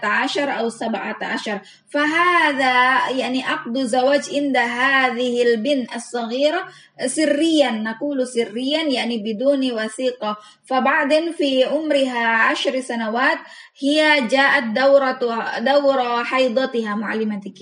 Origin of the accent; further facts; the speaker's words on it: Indonesia; Arabic is a second language; لان عندنا في اندونيسيا